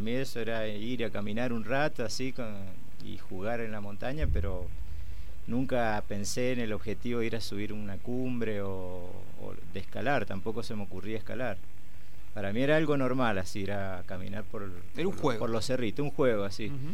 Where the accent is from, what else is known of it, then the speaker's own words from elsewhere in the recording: Mendoza, Argentina; soy mendocino, nací aquí en Mendoza y estudié aquí primaria, secundaria, estudié en el Colegio San Luis Gonzaga.